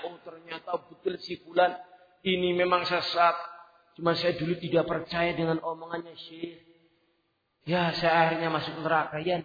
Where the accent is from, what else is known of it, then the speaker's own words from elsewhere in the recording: Central Java, Indonesia; accent: ngapak; Saya orang ngapak.